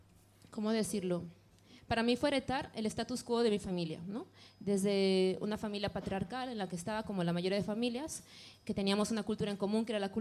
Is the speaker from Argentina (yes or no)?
no; Bolivia; En Bolivia hay muchos, yo soy de Bolivia, hay muchos movimientos libertarios. Para mí forman parte de mi historia, de mi cultura.